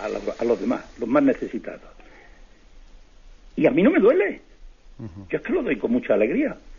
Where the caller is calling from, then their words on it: Tres Cantos, Community of Madrid, Spain; de Tres Cantos.